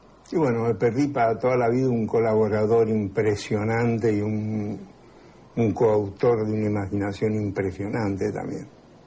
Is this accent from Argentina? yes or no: yes; Luján de Cuyo, Mendoza, Argentina; Me hacía acordar mucho a mi adolescencia, de en Luján de Cuyo, a lo crédulo que éramos muchos, y a cómo veíamos el mundo. El mundo para nosotros era de Luján de Cuyo a Mendoza.